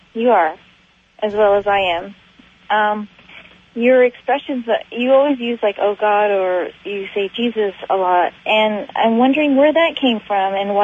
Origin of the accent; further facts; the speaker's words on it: California, United States; I grew up in Santa Cruz County. My dad was a surfer. I grew up on the beach.